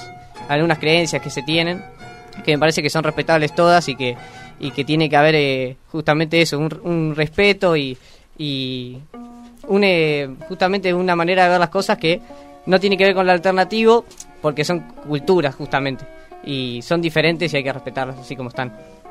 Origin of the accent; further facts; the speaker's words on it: Quilmes, Buenos Aires Province, Argentina; now in La Plata, Argentina; yo soy de Quilmes. Ajá. Y por razones de estudio estoy acá en La Plata.